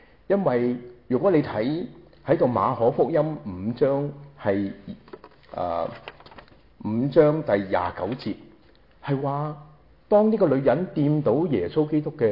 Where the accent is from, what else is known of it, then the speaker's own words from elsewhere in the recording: Guangdong, China; 学我们广东人话斋